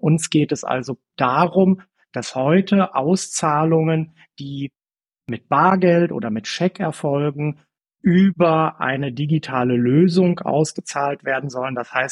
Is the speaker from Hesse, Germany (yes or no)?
no; Bersenbrück, Lower Saxony, Germany; Ich habe irgendwann mal meine Ausbildung bei einer kleinen Sparkasse in Niedersachsen gemacht, da wo ich herkomme, in Bersenbrück im schönen Osnabrücker Land.